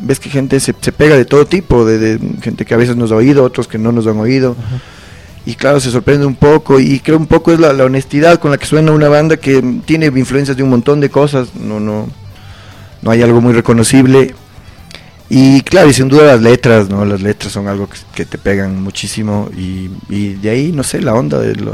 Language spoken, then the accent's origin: Spanish; Quito, Pichincha, Ecuador; Y somos quiteños, somos ecuatorianos.